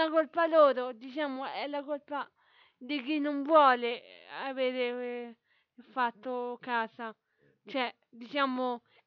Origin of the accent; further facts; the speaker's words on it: Rome, Lazio, Italy; born there; Io, per esempio, sono nata a Roma, sono nata...